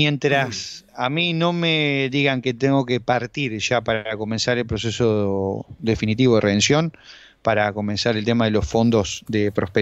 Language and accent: Spanish; Uruguay; Somos la Suiza de América, no es por nada, ¿no? Tenemos aquí en Uruguay la Suiza de América, ¿no?